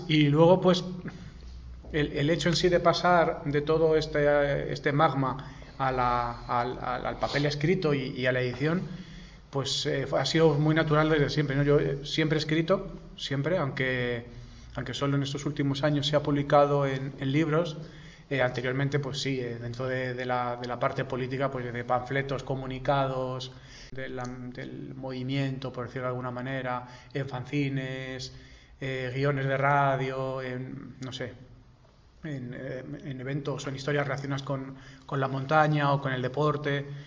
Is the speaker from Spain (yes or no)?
yes; Pinto, Community of Madrid, Spain; somos tres personas de Pinto que nos ha unido esa vivencia, digamos, geográfica